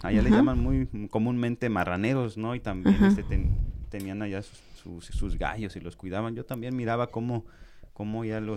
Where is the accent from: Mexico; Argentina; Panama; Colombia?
Mexico; Jojutla, Morelos; allá en mi pueblo, hacen normalmente ahí donde yo soy, donde ¿sí? he vivido por muchísimo tiempo, allá en cerca de Zacatepec, Jutla, Morelos. Ajá. Ahí en la colonia Constitución